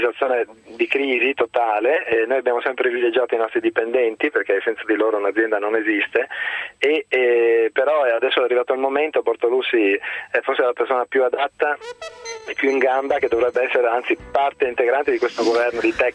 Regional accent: Veneto, Italy; Noi come Veneto soffriamo tra l'altro questa situazione anomala

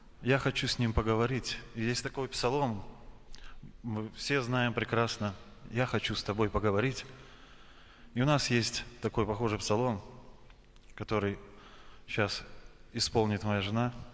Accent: Vawkavysk, Grodno Region, Belarus; Мы с Волковыска, из Гродненской области, 120 километров отсюда.

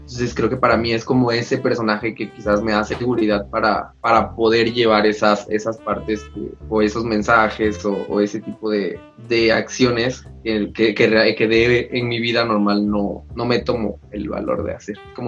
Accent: Oaxaca, Mexico; Yo soy de Oaxaca.

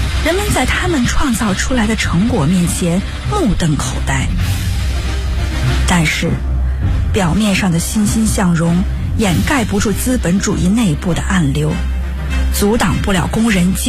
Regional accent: Northeast China, China; 我是一个爱做梦爱哲学的东北女孩

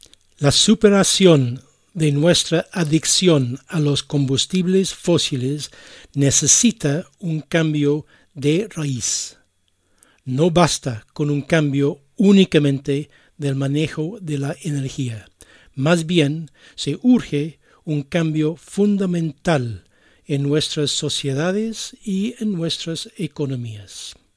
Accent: Ireland; Spanish is a second language; Y los invito a escuchar una canción de mi país natal, Irlanda.

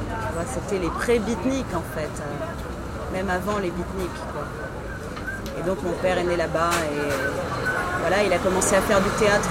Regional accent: Paris, Île-de-France, France; born there; Moi, je suis née à Paris.

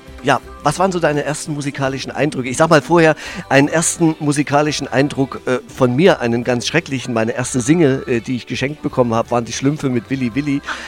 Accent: Erfurt, Thuringia, Germany; Ich komme ja aus Erfurt, ja.

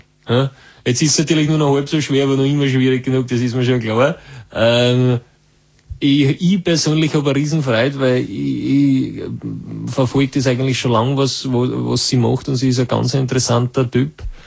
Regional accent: Vorarlberg, Austria; ich komme aus Vorarlberg zum Teil

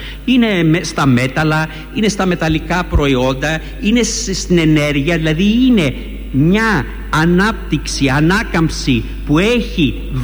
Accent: United Kingdom; Εγώ, όπως ξέρετε, μεγάλωσα στη Βρετανία.

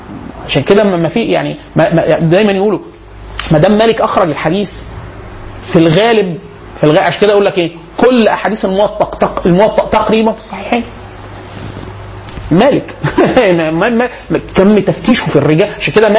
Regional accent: Upper Egypt, Egypt; كانت عندنا في الصعيد

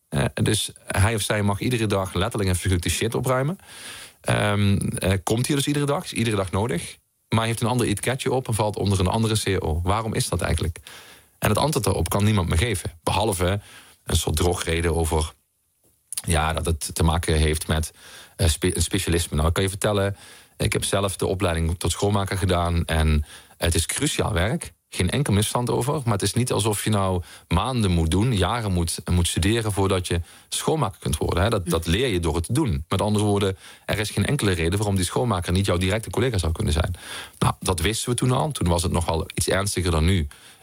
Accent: Heerlen, Limburg, Netherlands; Dat is de wijk waar ik ben opgegroeid in Heerlen.

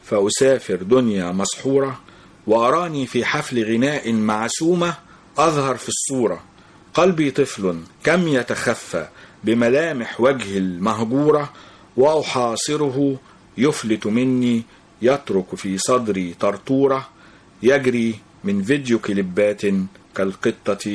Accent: Mansoura, Dakahlia, Egypt; المنصورة دي طبعا ايه يعني عشق الاول، لان فيها جزوري ومسقط رأسي، و يعني رغم ان انا قضيت جزء بسيط من طفولتي فيها

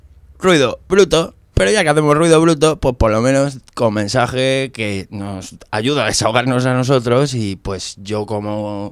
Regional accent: Community of Madrid, Spain; yo soy guitarra madrileño

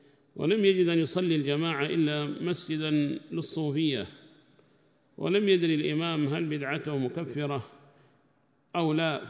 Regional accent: Yemen; وأما نحن لله الحمد وسع الله علينا في بلدنا اليمن

